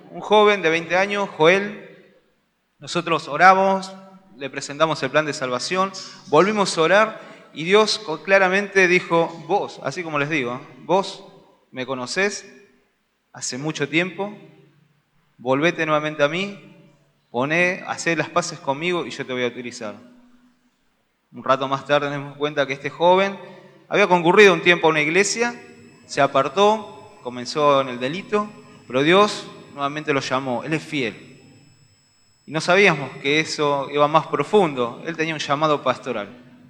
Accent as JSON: {"language": "Spanish", "town": "Florencio Varela", "region": "Buenos Aires Province", "country": "Argentina", "said": "Somos de Florencio Varela, estamos en la iglesia de Nueva Esperanza, Dimensión de Vida, La Bautista."}